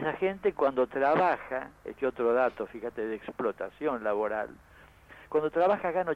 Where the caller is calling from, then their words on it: Oberá, Misiones, Argentina; also born or lived in Buenos Aires; hablando desde Oberá, Misiones. Yo hace unos años que me vine de Buenos Aires para acá, trabajo acá